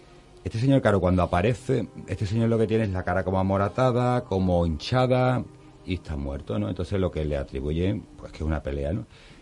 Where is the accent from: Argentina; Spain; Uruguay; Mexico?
Spain; Algeciras, Andalusia; now in Seville, Spain; yo soy algecireño, mucha honra, aunque vivo aquí en Sevilla hace muchos años, pero yo soy de Algeciras.